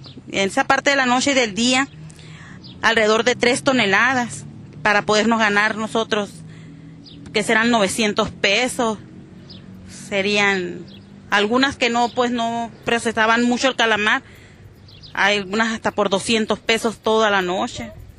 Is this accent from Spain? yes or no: no; Santa Rosalía, Baja California Sur, Mexico; Soy del municipio de Mulegé, Santa Rosalía, Baja California.